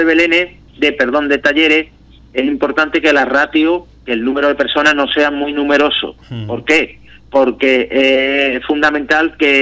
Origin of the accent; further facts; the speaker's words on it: El Puerto de Santa María, Andalusia, Spain; porque yo soy del puerto de Santa María, pues y vivo aquí